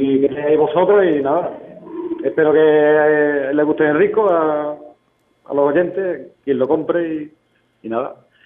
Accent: Huelva, Andalusia, Spain; y más dónde somos, de aquí de Huelva

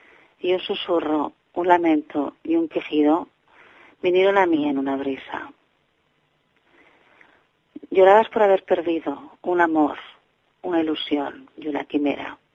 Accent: Barcelona, Catalonia, Spain; de Barcelona

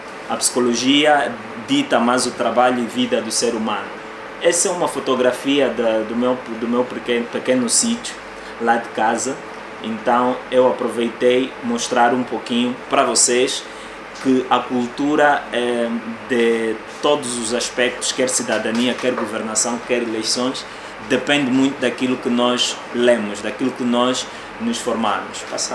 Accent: Angola; todos nós somos angolanos

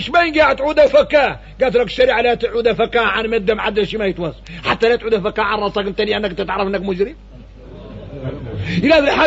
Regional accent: Mauritania; ونقوم احنا موريتاني فينا الرق

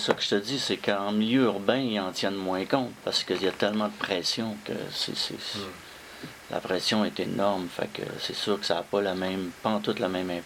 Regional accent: Quebec, Canada; also born or lived in Montréal; j'ai passé un bout de temps de mon enfance en Gaspésie. Donc, c'est là que ça a commencé, c'est sûr. Mon rapport au fleuve a commencé là. J'ai été longtemps à Montréal, mais tout le temps, j'ai vécu 15 ans à Montréal

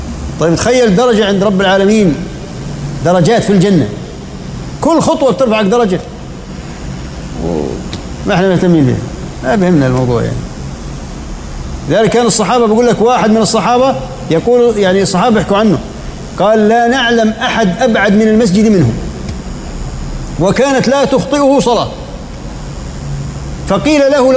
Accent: Jordan; يعني عندنا في الأردن حوالي بجوز 25,000 تقريبا

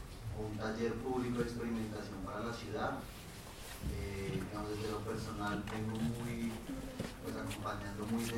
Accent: Bogotá, Colombia; yo soy de Bogotá

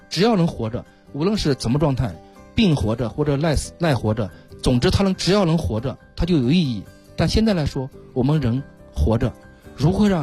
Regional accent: China

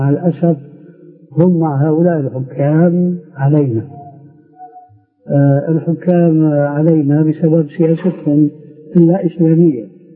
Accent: Syria; إما كما يقولون عندنا في سوريا

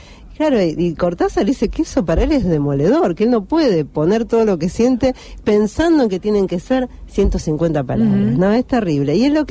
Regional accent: Argentina; nosotros que somos argentinos, por eso somos medio amargo para estas cosas

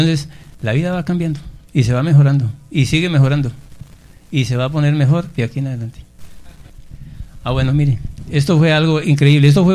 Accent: Boyacá, Colombia; yo que soy boyacense, que estaba en el rebusque, en el comercio

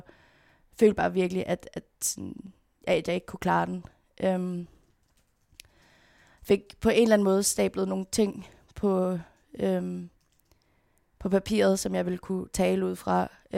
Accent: Frederiksberg, Capital Region, Denmark; born there; Jeg blev født på Frederiksberg Hospital. Mine forældre boede i en lille lejlighed på Vesterbro

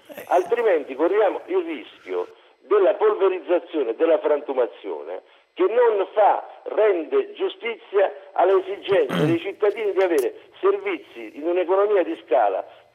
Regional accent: Benevento, Campania, Italy; Sì, sono di Benevento

